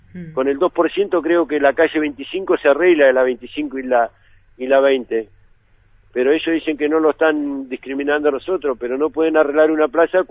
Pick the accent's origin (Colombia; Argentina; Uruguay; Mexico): Argentina; Viedma, Río Negro; viví toda la vida en Viedma, soy nacido y criado acá en Viedma